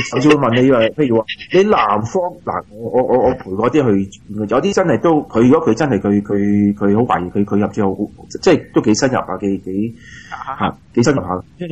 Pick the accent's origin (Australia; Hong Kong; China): Australia; 我哋澳洲人去為咗啲人喺外來人辦假結婚